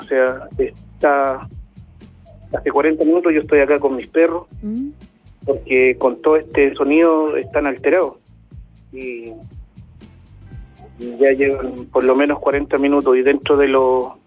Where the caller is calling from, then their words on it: San Ramón, Santiago Metropolitan, Chile; somos de acá, de San Ramón, la población La Bandera